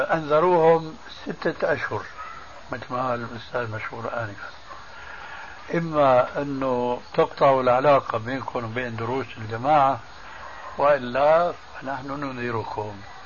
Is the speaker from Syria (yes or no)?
yes; Syria; كما يقولون عندنا في سوريا